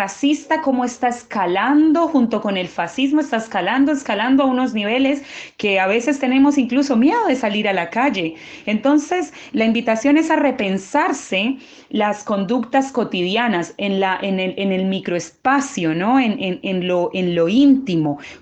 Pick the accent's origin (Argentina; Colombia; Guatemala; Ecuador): Colombia; a mí, como colombiana que soy, me sorprendió muchísimo